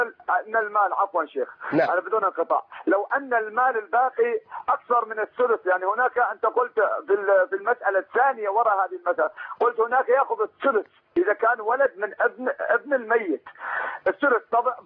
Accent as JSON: {"language": "Arabic", "country": "Iraq", "said": "معلش أنا ممكن أتكلم معاك باللغة المصرية وأنا من العراق،"}